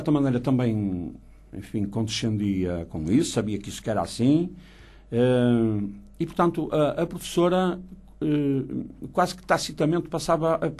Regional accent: Braga, Portugal; born there; a minha escola do meu lugar, não é? Do lugar onde eu nasci, que é o lugar do Monte da Freguesia do Barbudo

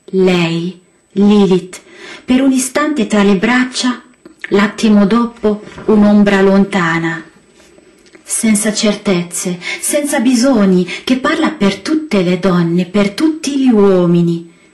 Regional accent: Lebanon; Italian is a second language

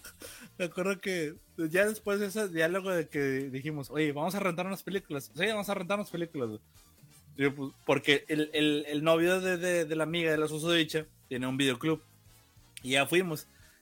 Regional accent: Monterrey, Nuevo León, Mexico; mire, estos son los papeles, somos de Monterrey, esta es mi dirección, mire mi INE, ¿no?

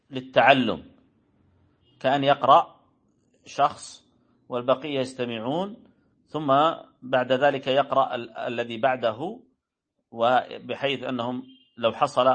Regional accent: Saudi Arabia; قبيلة عندنا في السعودية، لكن ما أعرفه

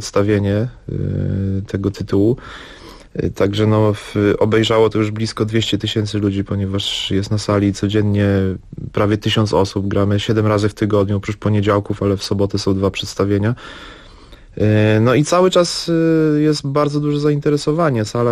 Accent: Zakopane, Lesser Poland, Poland; ponieważ jestem z Zakopanego, że mam jakieś

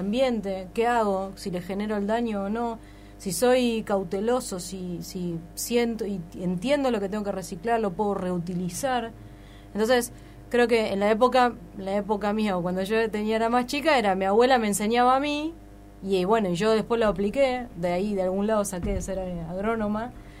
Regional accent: Buenos Aires, Argentina; yo te decía que soy de Buenos Aires, sí, y soy capital, y vos ves que lo juntan. En capital no hay quema de hoja, pero sí en lo que era la periferia de la capital, el conurbano donde vivía yo.

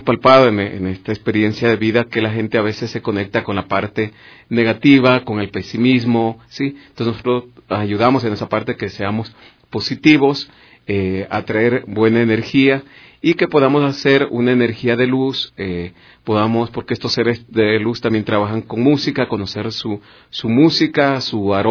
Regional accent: Ecuador; creo que como ecuatorianos, saber que tenemos estas actividades ya cerca de 22 años transmitiendo aquí estas enseñanzas

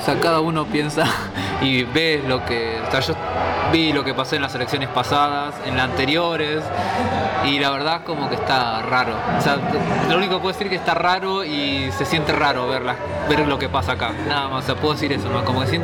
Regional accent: Argentina; la mirada del extranjero que llega a Argentina es que dicen que opina mucho, pero nosotros hablamos mucho, nada más

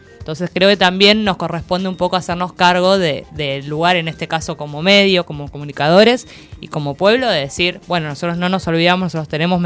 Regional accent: Argentina; va a depender un poco de la memoria que tengamos como pueblo argentino

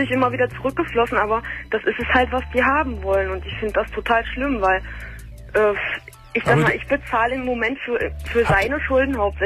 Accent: Germany; ich meine, wir sind Deutsche, wir wohnen in Deutschland

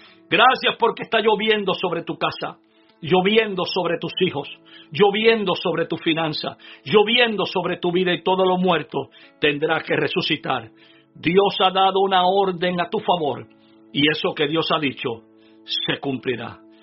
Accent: Adjuntas, Puerto Rico; Oh, yo recuerdo cuando niño, allá en mi pueblo natal de Adjuntas. Adjuntas es un pequeño pueblo sembrado entre medio de montañas, en el centro, casi en el centro de la isla, ahí a unos quizás 40 minutos de Ponce.

